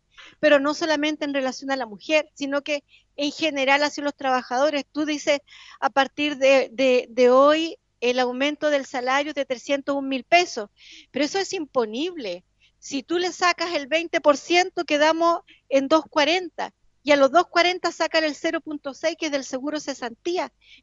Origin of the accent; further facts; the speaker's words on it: Chile; para el mundo, para el exterior, Chile somos los jaguares